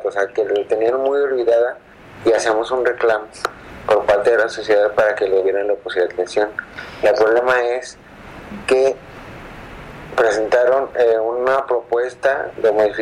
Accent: Tepic, Nayarit, Mexico; soy de Tepic

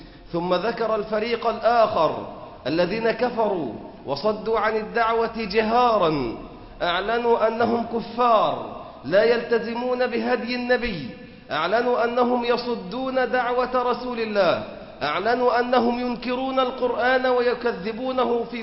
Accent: Egypt; حتى في بلادنا مصر مستضعفون، إلا أن يشاء الله بنا رحمة.

